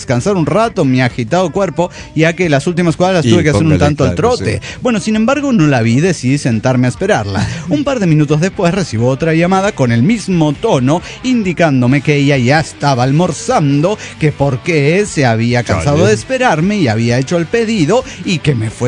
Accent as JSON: {"language": "Spanish", "region": "Mexico City", "country": "Mexico", "said": "del DF mexicano."}